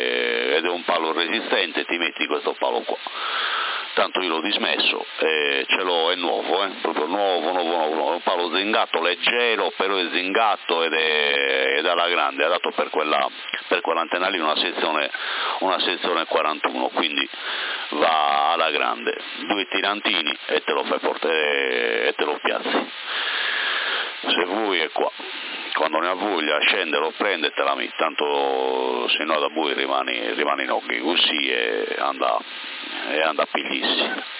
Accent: Porto Torres, Sardinia, Italy; mi sentivi un po' di tempo fa da Porto Torres, perché io sono di Porto Torres, però da circa 8 anni, anzi bugia, 10 anni vivo qua in, diciamo tra Porto Torres e Sorso

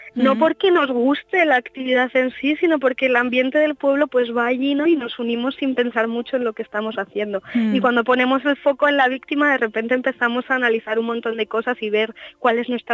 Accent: Basque Country, Spain; Nosotros somos de Euskal Herria y queremos revisar nuestra cultura

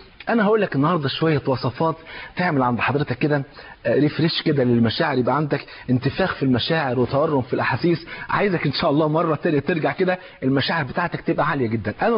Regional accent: Egypt; على مثل المثل الجميل المشهور عندنا في مصر

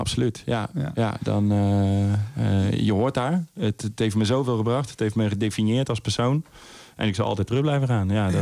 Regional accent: Helmond, North Brabant, Netherlands; born there; Maar ik ben in Helmond geboren.

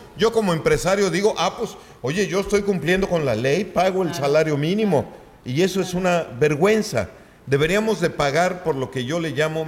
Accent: Mexico; ni porque somos mexicanos

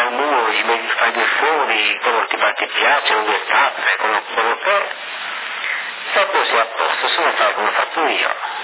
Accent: Colombia; anche io sono colombiano qua.

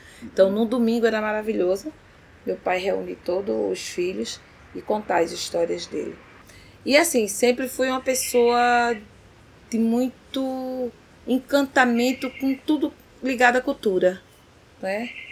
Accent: Recife, Pernambuco, Brazil; born there; Nasci na Várzea, né? Fui a única de casa, de 8 filhos, que nasceu realmente aqui no Recife.

